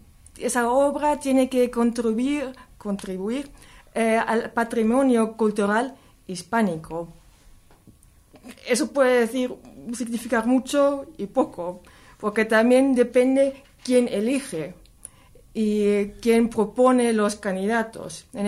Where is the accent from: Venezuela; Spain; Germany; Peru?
Germany; como somos de Alemania, no es una cosa tan inmanente, no lo tenemos tan cerca.